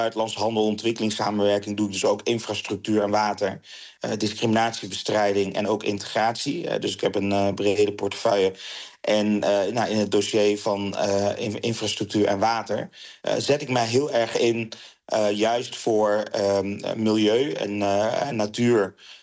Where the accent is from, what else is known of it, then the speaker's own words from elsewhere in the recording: Eindhoven, North Brabant, Netherlands; ik kom zelf uit Eindhoven, dus niet de Randstad.